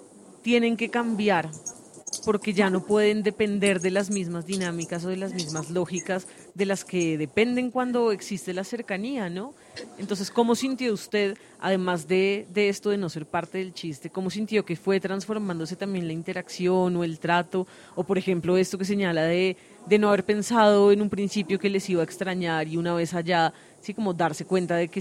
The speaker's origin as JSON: {"language": "Spanish", "country": "Ecuador", "tie": "born or raised there", "moved": "as an adult", "lives_now": "Bogotá, Colombia", "said": "yo nací acá en Bogotá, pero siendo muy pequeña con mi familia nos fuimos para Ecuador y cuando me gradué del colegio, pues me devolví a Bogotá separándome entonces de mi mamá y mi papá."}